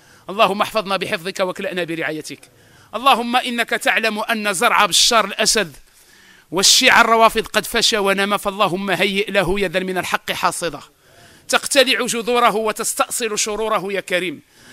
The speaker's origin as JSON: {"language": "Arabic", "country": "Morocco", "said": "على الأرامل وعلى اليتامى في بلادنا المغرب"}